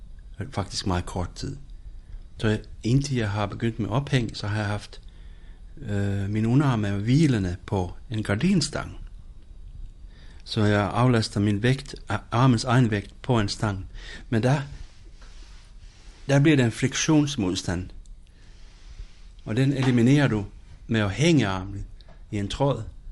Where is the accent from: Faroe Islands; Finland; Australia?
Finland; now in Denmark; og jeg kommer fra Finland